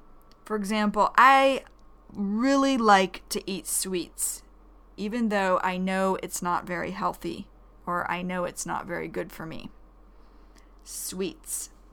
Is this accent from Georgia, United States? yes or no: yes; Georgia, United States; also born or lived in Michigan; Cuz then we moved away from Michigan to Georgia. Michigan is a northern state in America, and Georgia is a southeastern state of America.